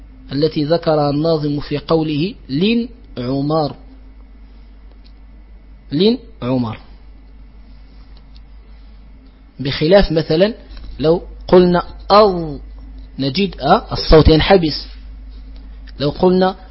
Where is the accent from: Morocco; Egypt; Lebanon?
Morocco; وهكذا ينطقها يعني بعض الجهات عندنا في المغرب قريبة من التاء